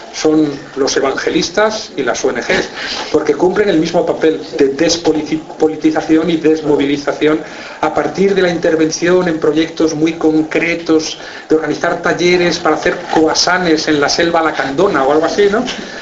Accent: Spain; como ciudadano español que soy, me sigue preocupando muchísimo el llamado conflicto vasco

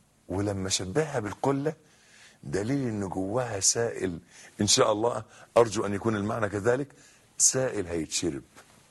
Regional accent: Egypt; شجر النبء ده عندنا في مصر، أنا مش عارف شجر النبء ده في العالم أو شجر السدر ده شكله إيه

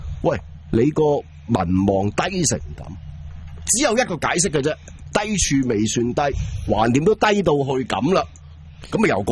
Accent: Hong Kong

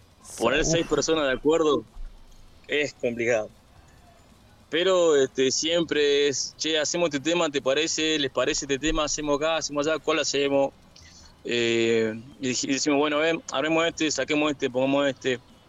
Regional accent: Palpalá, Jujuy, Argentina; yo sí tengo vecinos, yo soy de Palpalá.

